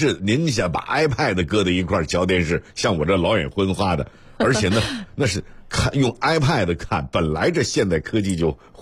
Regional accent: Beijing, China; 就是特别支持自己的首钢啊、北汽男排、男女排啊、首钢男女篮啊。啊，这个国安等等啊，就是反正就是我家乡的球队我都支持啊，老家的球队我都支持。

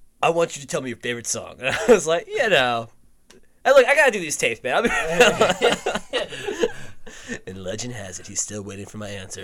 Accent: New Jersey, United States; I was an intern at CBS a few years ago, and because I was from New Jersey

